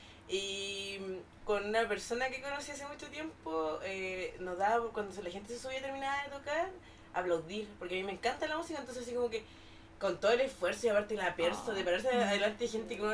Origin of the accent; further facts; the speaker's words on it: Concepción, Biobío, Chile; Somos todos de Conce